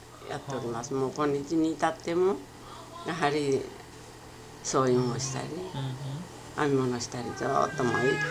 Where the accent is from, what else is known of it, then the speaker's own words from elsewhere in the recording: Nagasaki, Japan; now in United States; 私は長崎です。